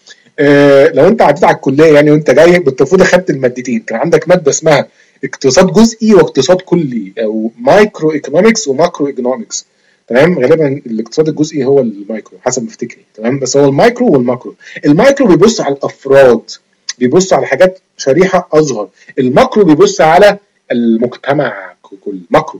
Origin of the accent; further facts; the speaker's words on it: Egypt; moved away; انا مثلا دلوقتي انا قاعد بره مصر، هل انتاجي يخش في الجي دي بي عشان انا مصري وابويا مصري؟